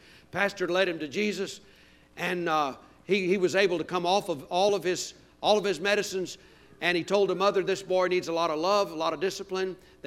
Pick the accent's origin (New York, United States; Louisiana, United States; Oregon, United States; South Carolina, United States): Louisiana, United States; I was raised Catholic down in Louisiana